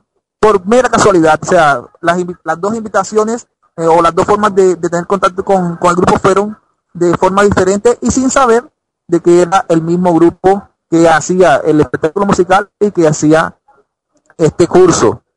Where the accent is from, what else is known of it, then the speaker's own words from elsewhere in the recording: Cartagena, Bolívar, Colombia; Soy nacido y malcriado en Cartagena, Colombia, allí un hermoso punto de la Latinoamérica